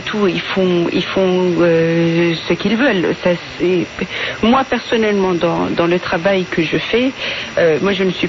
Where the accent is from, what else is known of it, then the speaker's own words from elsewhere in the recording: Iran; moi j'ai grandi en fait en Iran